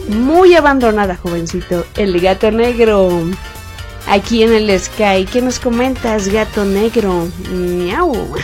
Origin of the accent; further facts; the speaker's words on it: Mexico City, Mexico; Soy de México, Distrito Federal. Así es, mexicanita 100%, bueno, que yo sepa.